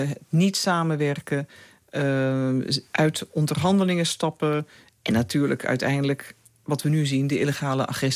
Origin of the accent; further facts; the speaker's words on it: Netherlands; Maar als Nederlander, maar ik zou ook zeggen als toen ondersecretaris-generaal van de VN, wist ik wel